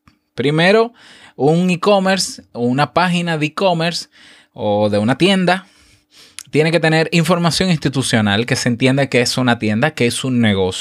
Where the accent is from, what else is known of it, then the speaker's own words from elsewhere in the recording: Dominican Republic; Y en mi país, por ejemplo, República Dominicana